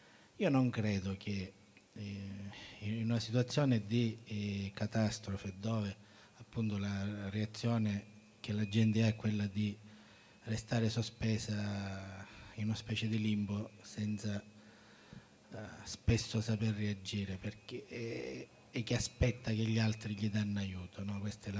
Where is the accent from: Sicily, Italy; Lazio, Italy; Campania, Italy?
Sicily, Italy; Catania; vengo da Catania, che come sapete è una terra abbastanza che trema